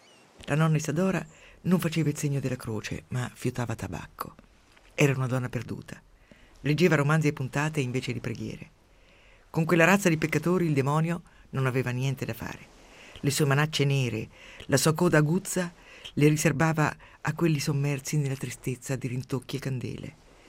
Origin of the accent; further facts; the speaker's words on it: Umbria, Italy; Quando ero piccola, per me il mondo era diviso in due. Nel mio paesino umbro c'erano la torre e la casa rossa.